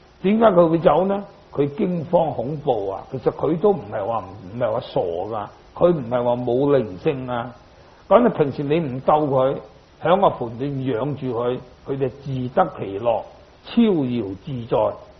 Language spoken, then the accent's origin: Chinese; Guangdong, China; 那我们广东人有句话，广东就有三宝